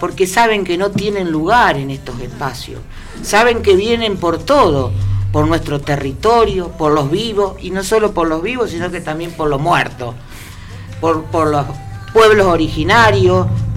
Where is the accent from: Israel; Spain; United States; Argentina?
Argentina; tenemos que nosotros como argentinos, como ciudadanos, pensarnos